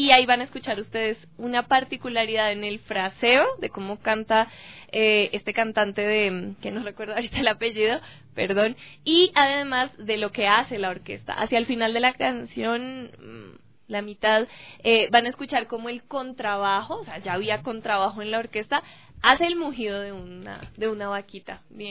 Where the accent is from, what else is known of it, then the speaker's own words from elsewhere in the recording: Colombia; como soy yo, colombiana también